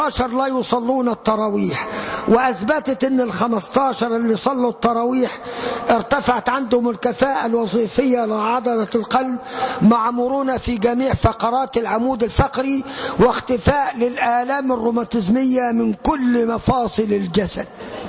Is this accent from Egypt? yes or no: yes; Egypt; 65% مننا كمصريين، وأنا طبيب بشري،